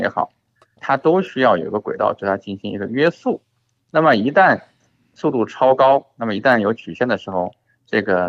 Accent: China; 我们中国人自己掌握了高速磁悬浮的核心技术

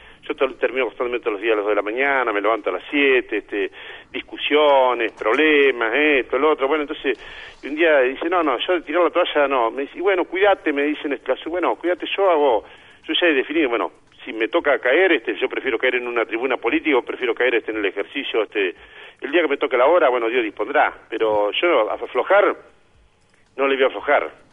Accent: Saladillo, Buenos Aires Province, Argentina; los vecinos de mi pueblo, de nuestro pueblo, de Saladillo y también de la región.

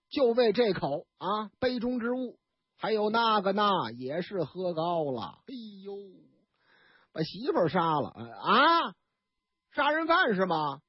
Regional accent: Northeast China, China; 但是呢，有一点，我们东北人老家话哪句呀

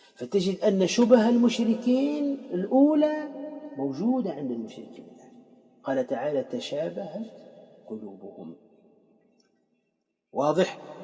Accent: Tunisia; وعندنا في تونس الحضر

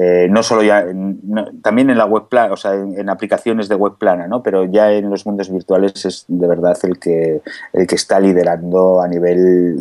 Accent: Ibiza, Balearic Islands, Spain; Nosotros somos de Ibiza, vivo en Ibiza

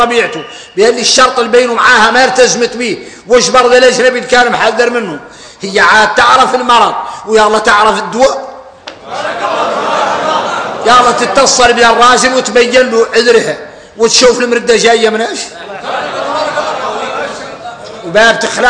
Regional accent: Mauritania; هذا يدلكم على ان احنا موريتاني

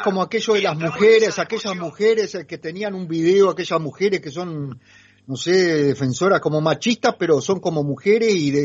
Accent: Paysandú, Uruguay; now in Montevideo, Uruguay; yo vengo de Paysandú, un pueblo más grande que Alberti, pero pequeño al fin.

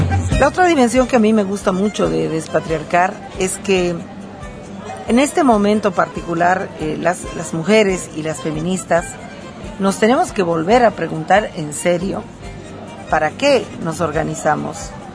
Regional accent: Bolivia; a mí como ciudadana boliviana y como movimiento, me interesa

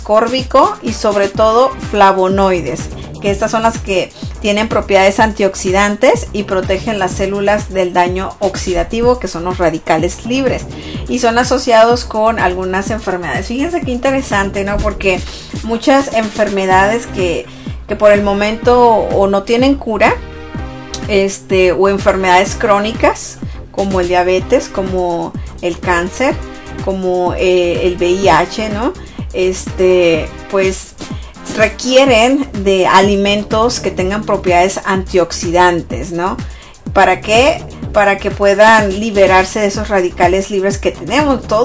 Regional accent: Sonora, Mexico; yo soy de Sonora, y en Sonora hay mucho cactus, hay mucho nopal y muchos cactus, ¿no?

